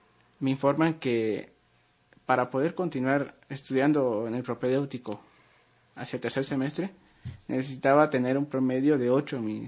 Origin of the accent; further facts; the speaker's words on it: Guatemala; si iba a decir que ya tengo un certificado que soy de Guatemala, no me iban a hacer el examen